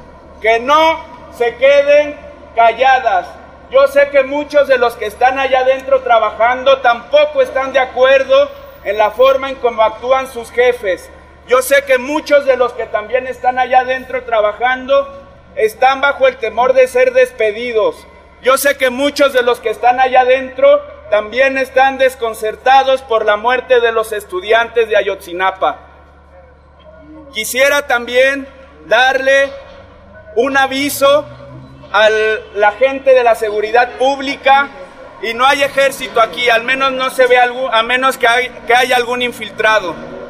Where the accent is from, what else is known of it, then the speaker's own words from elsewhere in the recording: Mexico; todos somos mexicanos